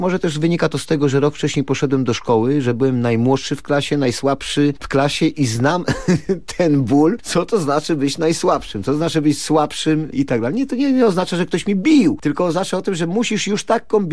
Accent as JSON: {"language": "Polish", "region": "Opole Voivodeship", "country": "Poland", "tie": "born or raised there", "said": "Ponieważ ja wychowałem się na Opolszczyźnie, to jest bardzo specyficzny region. Tam już właściwie Unia Europejska była jeszcze przed powstaniem Unii Europejskiej, ponieważ tam mieszkali i przesiedleńcy ze wschodu, z Kresów, i autochtoni, Ślązacy, czy wręcz Niemcy. Ślązacy i Niemcy."}